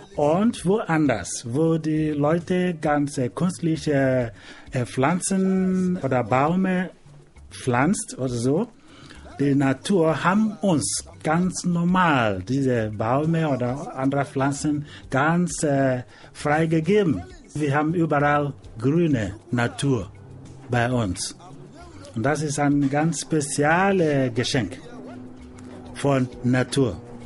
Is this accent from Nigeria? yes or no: yes; Nigeria; Ich komme aus Nigeria und ich bin auf dem Volk, einer von den Volk in Nigeria. Ich bin ein Igbo.